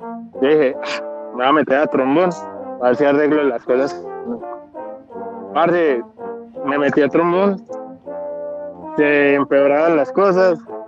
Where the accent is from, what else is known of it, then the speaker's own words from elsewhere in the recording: Andes, Antioquia, Colombia; Yo soy de Andes, pues soy criado en Andes.